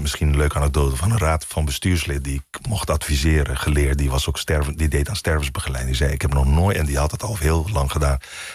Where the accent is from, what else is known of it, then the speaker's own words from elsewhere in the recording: Curaçao; now in Netherlands; Want ik kom uit Curaçao, ben met Amerikaanse media opgegroeid.